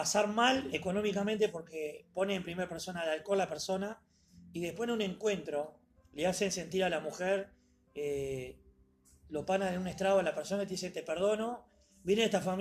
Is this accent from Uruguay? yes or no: yes; Uruguay; Porque yo soy uruguayo y mis sentimientos, mis emociones hacen que yo diga eso.